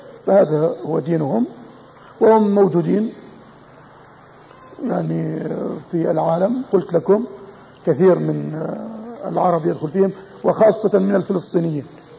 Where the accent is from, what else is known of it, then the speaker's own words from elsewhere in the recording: Jordan; مجموعة مدارس الأطفال عندنا في الأردن،